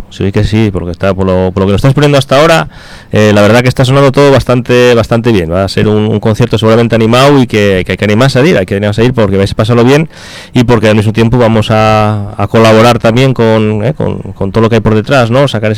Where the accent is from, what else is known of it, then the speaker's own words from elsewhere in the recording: Campomanes, Asturias, Spain; San Blas y un barrio de la zona de Sotiecho, que es donde yo soy, de Campomanes